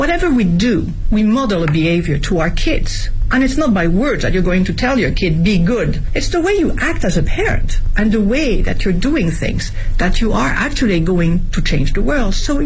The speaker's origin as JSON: {"language": "English", "region": "Nouvelle-Aquitaine", "country": "France", "tie": "born or raised there", "also_born_or_lived": "Paris", "said": "My mother was French. My dad is American. I was born in Paris and raised in the southwest of France, near Bordeaux."}